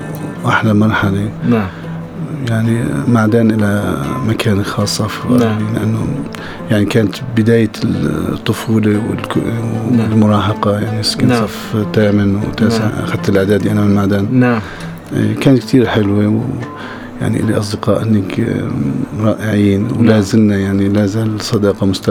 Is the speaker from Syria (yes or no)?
yes; Aleppo, Aleppo Governorate, Syria; also born or lived in Raqqa / Hasakah; ولدت في حلب، تغربت مبكر من عمر 6 سنين، درست الابتدائي والاعدادي متنوع في اكثر من مكان، من رقة للحسكي لريف الرقة كلياته. ورجعت بالثانوية على حلب مرة ثانية.